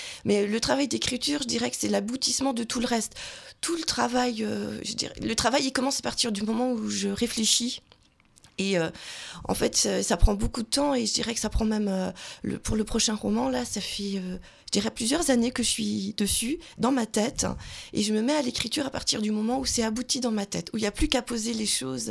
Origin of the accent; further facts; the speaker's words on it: Belfort, Bourgogne-Franche-Comté, France; Donc je viens de Belfort, dans le territoire de Belfort.